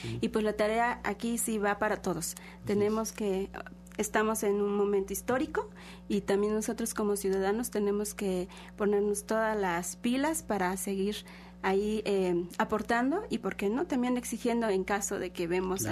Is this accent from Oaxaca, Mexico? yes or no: no; Tequila, Veracruz, Mexico; yo vengo de la Sierra de Songolica, de un barrio que se llama Santa Cruz, de Tequila, pertenece al municipio de Tequila, y bueno, yo soy nahua de la Sierra de Songolica.